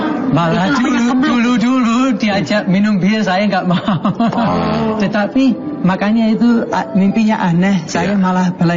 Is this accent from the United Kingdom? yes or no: yes; England, United Kingdom; Indonesian is a second language; now in Lumajang, Indonesia; Saya memang bukan orang sini, saya dari Inggris jauh-jauh